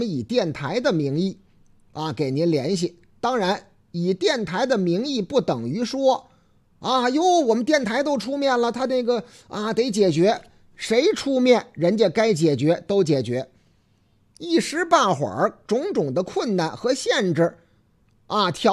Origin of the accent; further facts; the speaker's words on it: Beijing, China; 因为我小时候出生那个年代，身边的哪怕就是老北京人，他也说普通话，我怎么可能知道北京的方言呢？